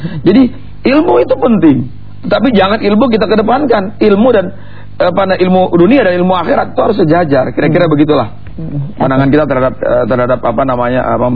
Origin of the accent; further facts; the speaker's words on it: Donggala, Central Sulawesi, Indonesia; born there; also born or lived in Jakarta / Bandung; saya orang yang lahir di Donggala di Sulawesi sana ya, kebetulan Allah berikan apa kepada orang tua datang di Jakarta ya, banyak bermain di Bandung, banyak di Jawa Barat gitu ya, banyak bermain di sana